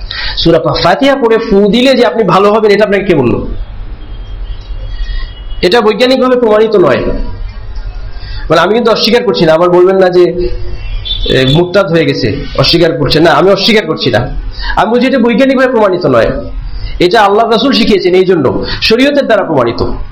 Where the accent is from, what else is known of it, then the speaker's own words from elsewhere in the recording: Sylhet, Sylhet Division, Bangladesh; এক মুরব্বী সিলেট বাড়ি, আমার বাড়ি সিলেট, তো আমাদের সিলেটি এক মুরব্বী ছিলেন